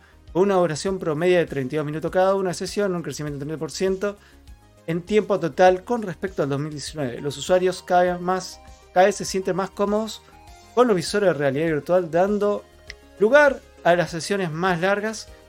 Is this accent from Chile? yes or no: no; Argentina; hoy en Neuquén es insoportable. Y así todo estoy tomando mate. ¿Por qué? Porque soy argentino. Digo, porque soy argentino y no me pienso ir del país.